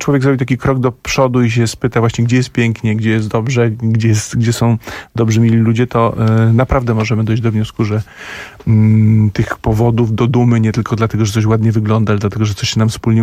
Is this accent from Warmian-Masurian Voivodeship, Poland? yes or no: no; Bielsko-Biała, Silesian Voivodeship, Poland; born there; ja się urodziłem w Bielsku Białej, czyli jakiś kawałek stąd